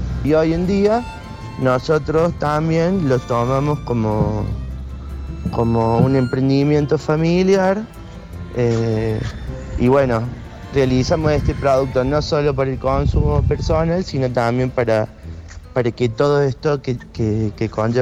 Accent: Colonia Caroya, Córdoba, Argentina; tengo 33 años, soy ciudadano de Colonia Carolla. Colonia Carolla es una ciudad que está ubicada 50 kilómetros hacia el norte de Córdoba capital. Fue fundada allá por el año 1878 por un grupo de inmigrantes friulanos.

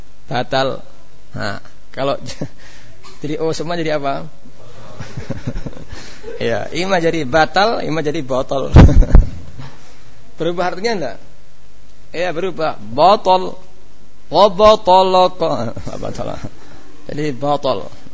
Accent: Java, Indonesia; sebagaimana kita orang Jawa enggak paham bahasa Sunda.

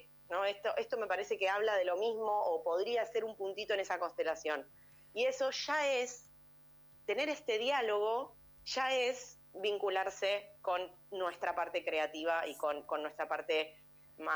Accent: González Catán, Buenos Aires Province, Argentina; porque yo soy de González Catán, re lejos

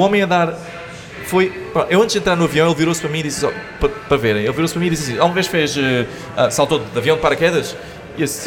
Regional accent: Portimão, Algarve, Portugal; now in Lisbon, Portugal; Sou de Portimão.

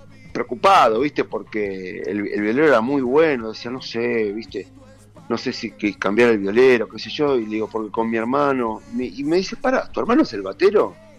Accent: Quilmes, Buenos Aires Province, Argentina; nos criamos en Quilmes, con mi hermano es el baterista, yo soy el bajista

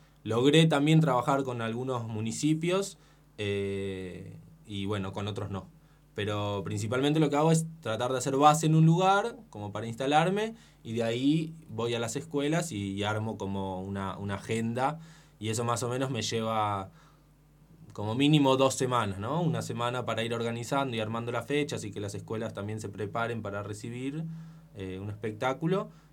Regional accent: Buenos Aires, Argentina; Y la verdad es que yo soy de Buenos Aires, y en Buenos Aires hay bastante actividad en relación al teatro de títeres.

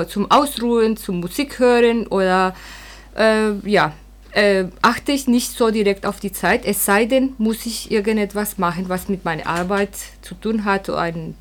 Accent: Colombia; German is a second language; ich komme aus Kolumbien

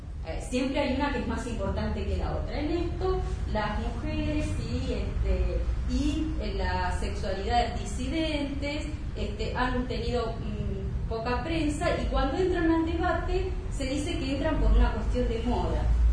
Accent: Neuquén, Argentina; yo soy de Neuquén, también como Ariel, trabajo en la Universidad de Comahue, soy militante feminista de la colectiva La Revuelta

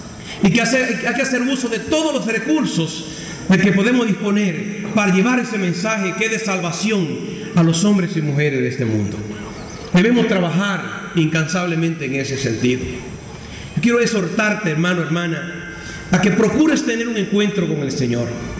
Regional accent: Dominican Republic; Hace unos días atrás, en mi país, el día 8, el lunes pasado, la arquidiócesis de Santo Domingo, a la que pertenezco, hacía clausura de un año jubilar

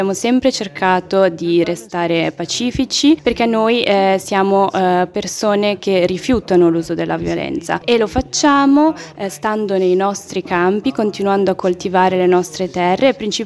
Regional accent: Umm El Khair, West Bank, Palestine; vengo da Massafriata in un villaggio che è Umm El Khair

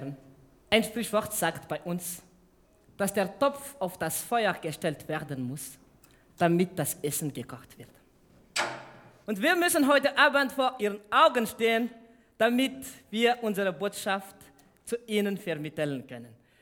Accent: Madagascar; German is a second language; Wir stammen aus Fianarivo, in der Nähe von Antananarivo, Hauptstadt von Madagaskar, eine schöne Insel in der Indischen Ozean.

